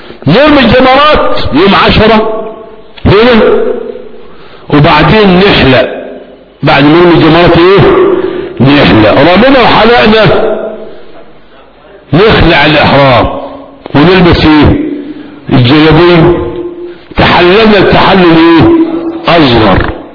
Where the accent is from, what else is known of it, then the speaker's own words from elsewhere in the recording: Egypt; احنا كمصريين 11 و12 حلو خالص